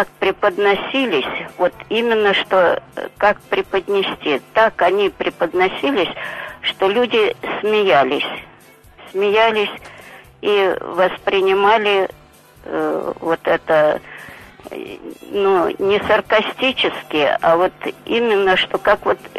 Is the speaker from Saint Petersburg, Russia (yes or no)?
yes; Saint Petersburg, Russia; now in Obninsk, Russia; Это Обнинск … Я ленинградка, я родилась там, жила там. Ну, волею судеб, вот, попала в город Обнинск.